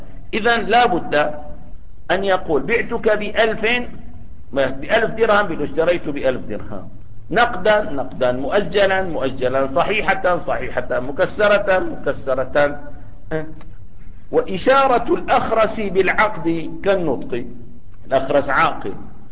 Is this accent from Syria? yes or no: yes; Damascus, Damascus Governorate, Syria; إذا كنا في بلد مثل سوريا الآن، يعني بلدنا دمشق